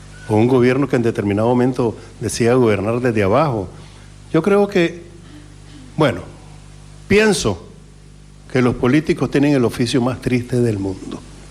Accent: Nicaragua; Yo vengo de Nicaragua, efectivamente, en Nicaragua sucede una cosa muy, muy, muy, muy particular

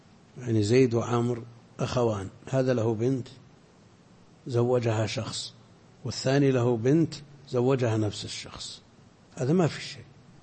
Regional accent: Al-Qassim, Saudi Arabia; لا عندنا في القصيم كثير تزوج اثنتين

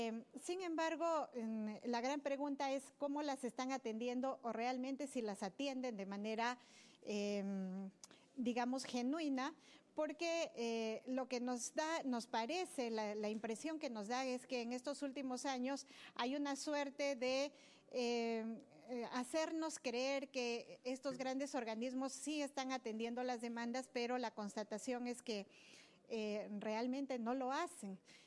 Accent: Cajamarca, Peru; Soy de Cajamarca, trabajo en Cajamarca, en Grufides

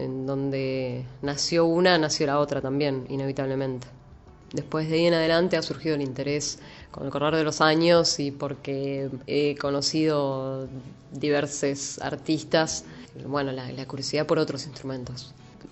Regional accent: Viedma, Río Negro, Argentina; tengo casi 34 años. Soy la menor de dos hermanas, nacida y criada en Viedma, Río Negro.

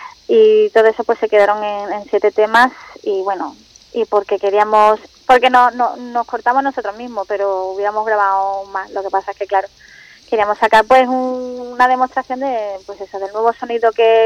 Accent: Málaga, Andalusia, Spain; era bastante conocido en Málaga, de donde yo soy.

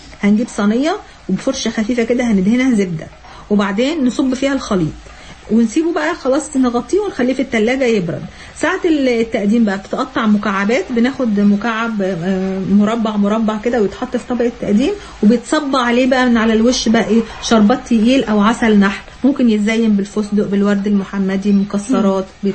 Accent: Egypt; والله حتى لو مالي بالثوم عندنا في مصر

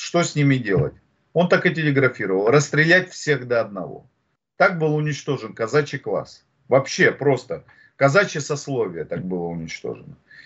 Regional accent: Siberia, Russia; Я с Сибири

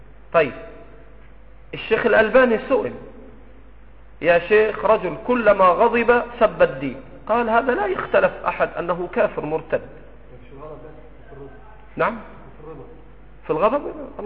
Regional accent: Egypt; في مثل بلدنا مصر

